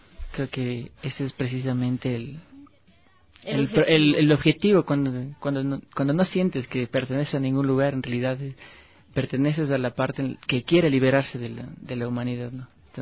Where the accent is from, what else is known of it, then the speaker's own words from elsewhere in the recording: Ecuador; con toda la conciencia que hemos adquirido como sociedad ecuatoriana.